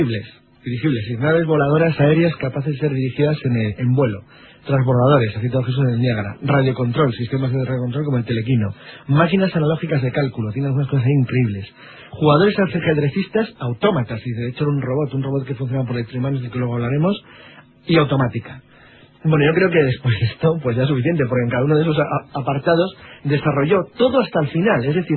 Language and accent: Spanish; Cantabria, Spain; Sí, soy de origen cántabro al 75%, dejamos. Tengo un 25% también